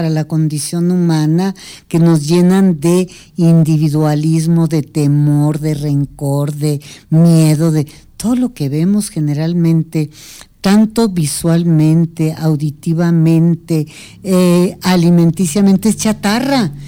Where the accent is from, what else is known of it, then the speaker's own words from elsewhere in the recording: Mexico; Nosotros como pueblo mexicano tuvimos un excelente tejido social durante siglos.